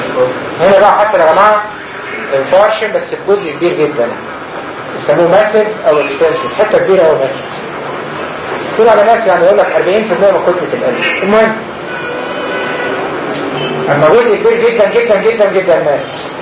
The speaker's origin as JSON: {"language": "Arabic", "country": "Egypt", "said": "و70% ده فين؟ مش عندنا في مصر"}